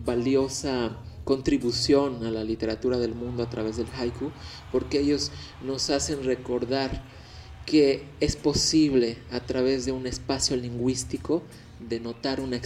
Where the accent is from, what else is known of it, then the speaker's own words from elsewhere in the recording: Mexico; No es como nosotros como mexicanos, la ironía o la burla, ¿no?